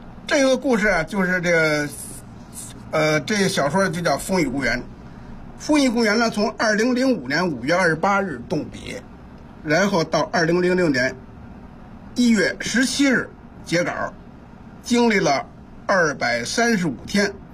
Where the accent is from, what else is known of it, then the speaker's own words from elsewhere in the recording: Wangquansi, Beijing, China; 这些村子呀，就是以我的家乡望泉寺为中心。